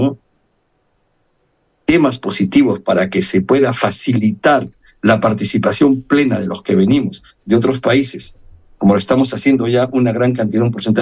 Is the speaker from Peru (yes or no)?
yes; Peru; now in Spain; yo soy de Perú, soy diputado en el Parlamento de Cataluña